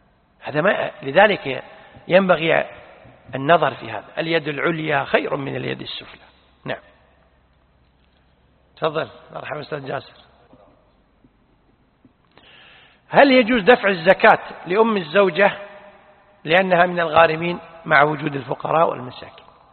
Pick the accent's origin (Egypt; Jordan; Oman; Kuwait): Kuwait; لذلك عندنا في الكويت الآن المطلقات والأرامل لهم معاشات